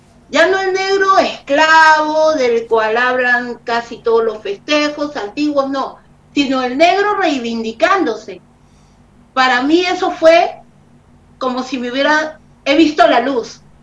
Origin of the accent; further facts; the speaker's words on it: Lima, Peru; no señor, yo soy limeña, estábamos en Trujillo.